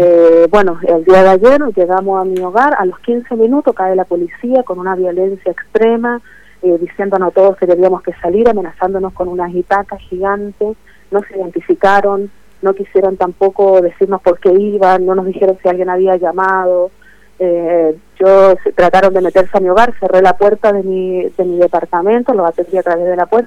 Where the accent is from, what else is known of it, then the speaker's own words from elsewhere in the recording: Chile; Que soy chilena.